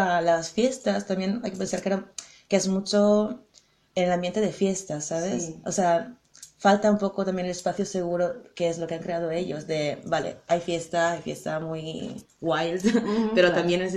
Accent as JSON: {"language": "Spanish", "country": "Italy", "second_language": "Spanish", "said": "empezamos con Alemania y Holanda, que es donde vivimos nosotras, y luego, al principio, por ejemplo, Italia, que somos las dos italianas"}